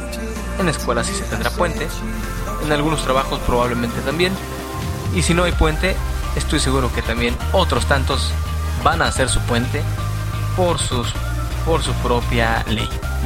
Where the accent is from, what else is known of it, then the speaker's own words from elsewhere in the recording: Mexico City, Mexico; now in Guadalajara, Mexico; Ustedes saben que yo soy oriundo del Distrito Federal.